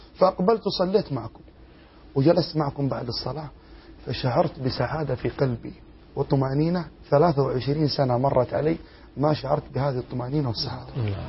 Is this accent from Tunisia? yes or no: no; Jeddah, Makkah Province, Saudi Arabia; صليت الفجر على البحر عندنا في جدة